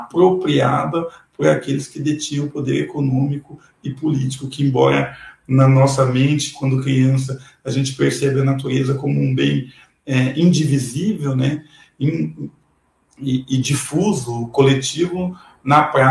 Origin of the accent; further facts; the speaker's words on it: Piraquara, Paraná, Brazil; also born or lived in Sorocaba; eu nasci em Sorocaba, mas ainda no colo da minha mãe, né? Vim para o estado do Paraná e morei na região metropolitana de Curitiba até meus 14 anos. Então, sou criado na região metropolitana de Curitiba, num lugar chamado Piraquari